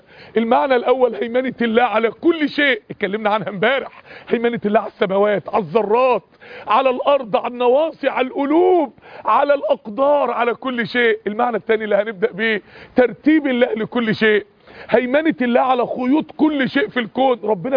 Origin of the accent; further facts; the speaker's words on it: Mansoura, Dakahlia, Egypt; يعني احد الشباب عندنا في المنصورة